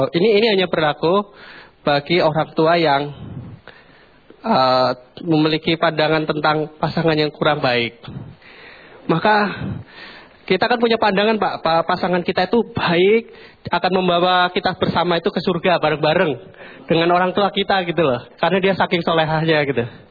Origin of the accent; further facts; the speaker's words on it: Makassar, South Sulawesi, Indonesia; Saya Makassar, dari Makassar.